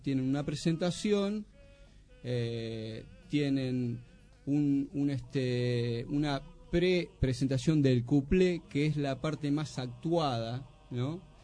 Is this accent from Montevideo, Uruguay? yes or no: yes; Montevideo, Uruguay; now in Argentina; De Lezica, sí. O sea, de chico vivía en Lezica.